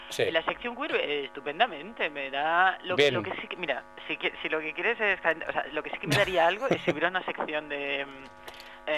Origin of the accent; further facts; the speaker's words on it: Castellón, Valencian Community, Spain; Yo soy de Castellón, pero yo estudié todo el colo en castellano, a mí se me habló siempre en castellano, yo hablo catalán muy mal.